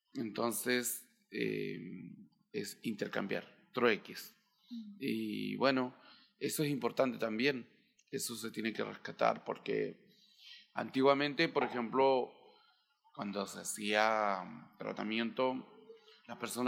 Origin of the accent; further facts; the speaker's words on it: Cholchol, Araucanía, Chile; vengo de la comuna de Cholchol, la número 32, ahí de la región de la Araucanía, y bueno, de la comuna de Cholchol. Tengo 33 años